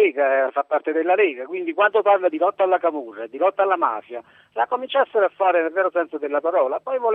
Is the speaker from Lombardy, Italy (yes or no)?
no; Caserta, Campania, Italy; No, io sono di Caserta veramente, buonasera.